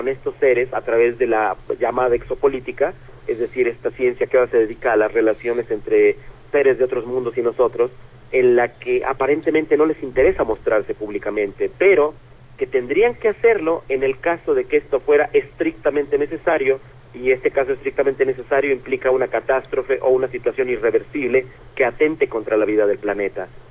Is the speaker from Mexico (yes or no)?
yes; Mexico; en México, aquí en mi país